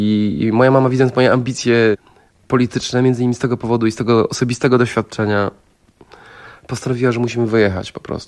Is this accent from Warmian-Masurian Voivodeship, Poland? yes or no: no; Wrocław, Lower Silesian Voivodeship, Poland; A ja nie jestem chłopakiem z Trójkąta. Jestem chłopakiem z jednej z najlepszych dzielnic we Wrocławiu, Biskupina.